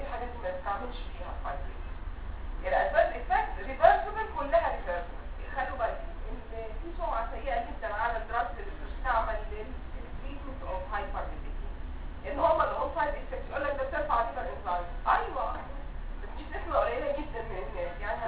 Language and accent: Arabic; Egypt; ويمكن مش موجود لسه عندنا في مصر.